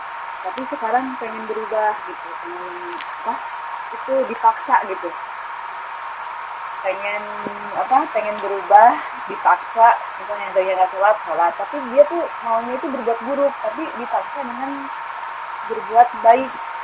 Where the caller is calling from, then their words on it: Jakarta, Indonesia; Saya dari Jakarta.